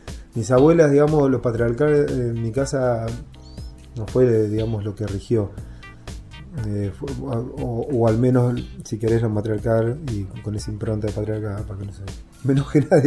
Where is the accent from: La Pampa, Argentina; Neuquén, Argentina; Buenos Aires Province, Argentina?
La Pampa, Argentina; moved away; Mirá que acá en el 95 yo vine de la Pampa, me quería ir.